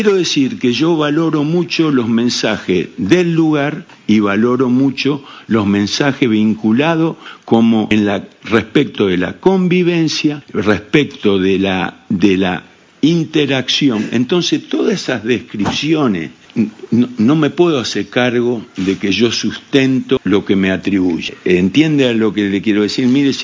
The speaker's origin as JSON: {"language": "Spanish", "country": "Argentina", "said": "Yo soy argentino, ¿me entiende? Para vivir todo esto hay que ser uruguayo."}